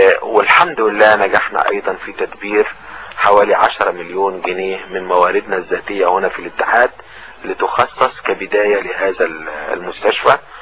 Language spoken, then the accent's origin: Arabic; Egypt; لاننا كلنا كمصريين على قدم المساواة،